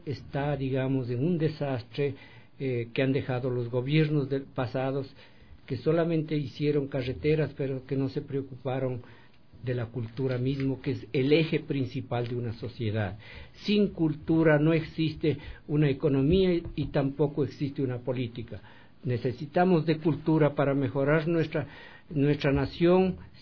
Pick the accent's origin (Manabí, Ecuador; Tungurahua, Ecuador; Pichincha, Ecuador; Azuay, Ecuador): Pichincha, Ecuador; Quinchucajas; moved away as an adult; also born or lived in Quito; Yo nací en Quinchucajas, entre Uyacachi y Cayambe, que está cerca de Otavalo, de Imbabura, y salí a la escuela a Cayambe y también al Quinche por razones de mi familia, y luego pasé a Quito